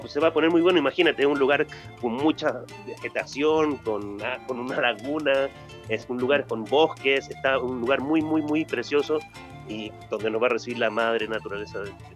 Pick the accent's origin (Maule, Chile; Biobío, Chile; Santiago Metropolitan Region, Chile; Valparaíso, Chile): Valparaíso, Chile; now in Mexico; yo soy de allá, de Valpo, no soy mexicano, llevo ya 10 años acá.